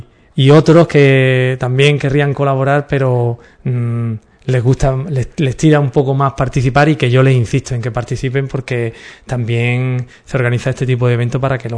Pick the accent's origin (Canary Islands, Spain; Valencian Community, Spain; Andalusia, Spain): Andalusia, Spain; Ubrique; nosotros somos de Ubrique y queremos que la gente venga a conocer a nuestro pueblo.